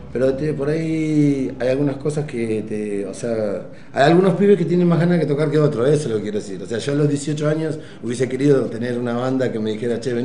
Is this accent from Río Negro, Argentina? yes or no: yes; Río Negro, Argentina; Yo soy de Río Negro también.